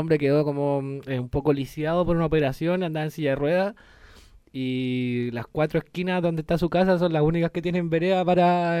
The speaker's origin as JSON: {"language": "Spanish", "town": "San Miguel", "region": "Santiago Metropolitan", "country": "Chile", "tie": "born or raised there", "said": "Cruzamos la Panamericana y nos criamos allí en San Miguel."}